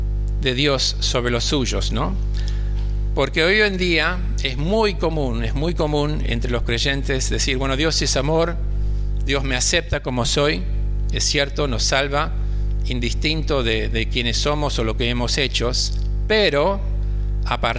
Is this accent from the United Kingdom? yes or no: yes; England, United Kingdom; Spanish is a second language; cuando vivía en Londres, soy inglés para que ustedes sepan, por eso hablo tan mal, ¿viste?